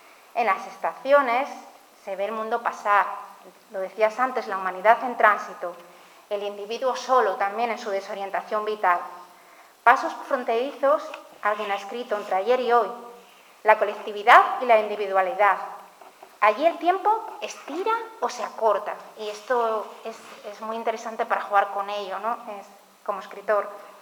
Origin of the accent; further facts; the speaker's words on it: Ribadesella, Asturias, Spain; a Ribadesella, mi pueblo adoptivo de cría, esos retornos en bus